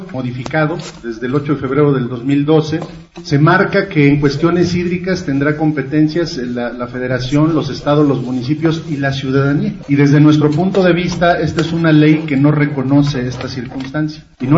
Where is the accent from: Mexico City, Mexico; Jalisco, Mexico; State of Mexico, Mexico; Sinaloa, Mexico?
State of Mexico, Mexico; Tecamac; el lugar de donde yo vengo, que es Tecamac, Estado de México